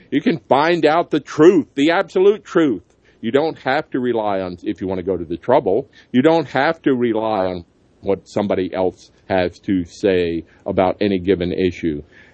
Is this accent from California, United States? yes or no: no; Alabama, United States; And even in my home state in Alabama, all the three biggest newspapers were all owned by Sam Newhouse